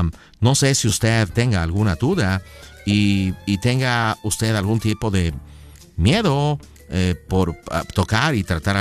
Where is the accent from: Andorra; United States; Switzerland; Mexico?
United States; born there; mis padres son mexicanos, yo nací en los Estados Unidos, yo no pedí nacer en los Estados Unidos, ¿ok? Pero mis abuelos, mi familia son mexicanos.